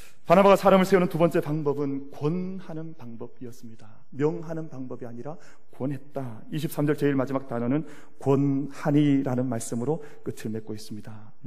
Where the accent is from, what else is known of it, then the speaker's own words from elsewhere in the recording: Gyeongsang, South Korea; 그래도 내가 경상도 남자 이러면 안 되지 참는 거예요